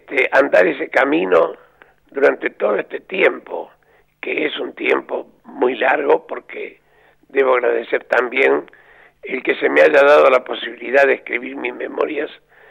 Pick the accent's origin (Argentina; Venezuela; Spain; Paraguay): Argentina; Córdoba; o somos, yo me excluyo porque sería muy vanidoso decir somos, pero el cordobés es muy ingenioso para poner un apodo